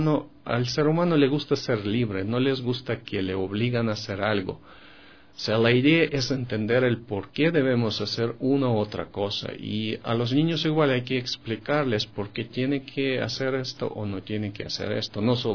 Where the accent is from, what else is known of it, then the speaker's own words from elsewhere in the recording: Russia; Spanish is a second language; now in Ecuador; Porque en Europa, en Estados Unidos, en mi país, Rusia, los precios de esos productos son bastante elevados